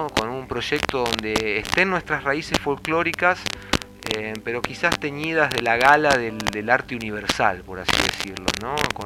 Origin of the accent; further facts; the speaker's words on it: Buenos Aires, Argentina; born there; como yo nací en la ciudad, nací en Buenos Aires, y no nací en un ambiente criollo.